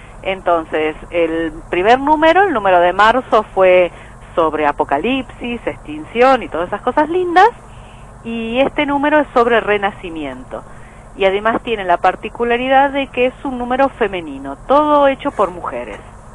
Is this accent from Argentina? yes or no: yes; Argentina; somos tres argentinas, digamos, en el plantel